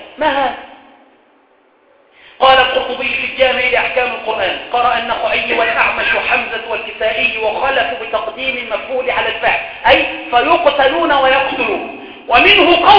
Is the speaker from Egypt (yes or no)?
yes; Cairo, Cairo Governorate, Egypt; وعندنا في القاهرة وفي الوراق وهنا وهنالك